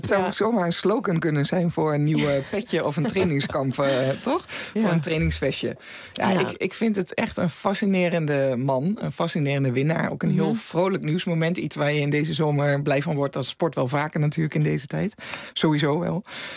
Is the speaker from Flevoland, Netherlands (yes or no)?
no; Overijssel, Netherlands; Ik kom zelf ook uit Twente, dus ik mag dat zeggen.